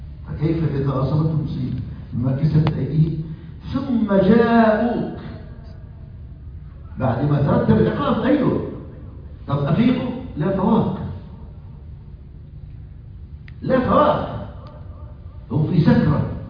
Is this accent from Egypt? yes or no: yes; Egypt; مذيعة عندنا في مصر